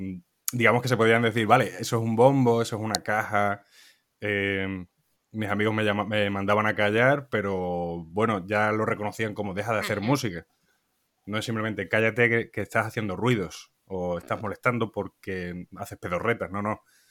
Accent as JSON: {"language": "Spanish", "town": "Montijo", "region": "Extremadura", "country": "Spain", "tie": "born or raised there", "lives_now": "Madrid, Spain", "said": "en directo desde Madrid, conectando con Montijo, mi pueblo"}